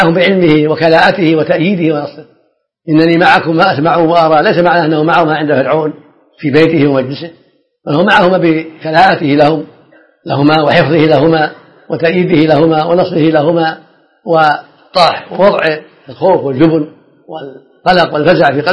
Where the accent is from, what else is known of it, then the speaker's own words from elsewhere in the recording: Riyadh, Riyadh Province, Saudi Arabia; ودرست العلم وأنا صغير في الرياض على مشايخ عدة